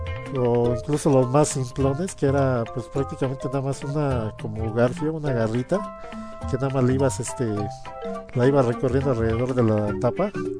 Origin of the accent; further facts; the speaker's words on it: Mexico; yo soy de aquí de México, pues pongo comerciales de 1983 en México